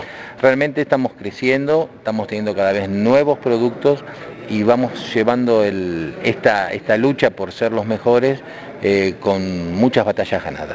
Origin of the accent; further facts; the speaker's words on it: Argentina; Estás hablando de la planta que está justamente en mi país, en Argentina.